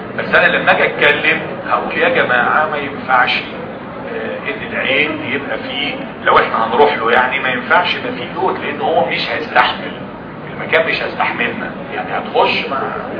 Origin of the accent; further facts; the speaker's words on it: Egypt; احنا كلنا كمصريين بنغلط فيها كل الفئات الشعب بتغلط فيها